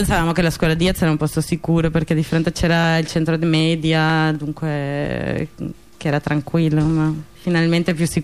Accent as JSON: {"language": "Italian", "country": "Spain", "also_born_or_lived": "Paris", "said": "Io in realtà sono spagnola, ma vengo da Parigi."}